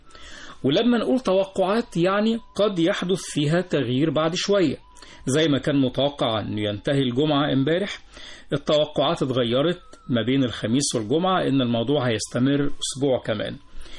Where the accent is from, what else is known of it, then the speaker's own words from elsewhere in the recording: Egypt; وعندنا في مصر الأوضاع أو الجو بيشهد استمرار في ارتفاع درجات الحرارة